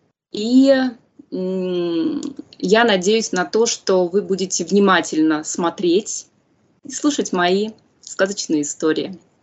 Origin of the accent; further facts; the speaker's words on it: Saint Petersburg, Russia; born there; Мое исследование началось еще с молодости, с Петербурга, потом продолжилось, где я родилась